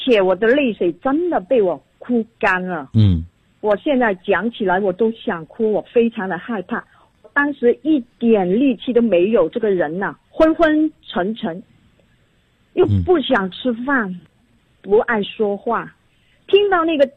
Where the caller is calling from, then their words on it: Guangdong, China; 我是广东的学员。今年55岁了。